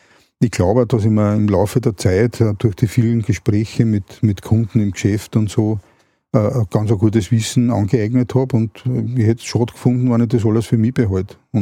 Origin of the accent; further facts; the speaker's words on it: Vienna, Austria; wir aufs Land gezogen sind. Also ich komme ursprünglich aus Wien.